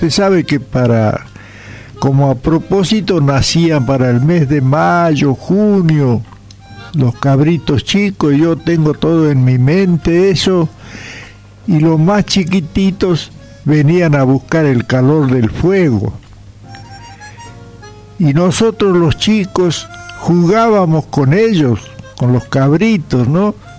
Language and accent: Spanish; Santiago del Estero, Argentina; me traslado a mi terruño, donde tuve la suerte de nacer, de criarme, allá sobre la barranca del río Dulce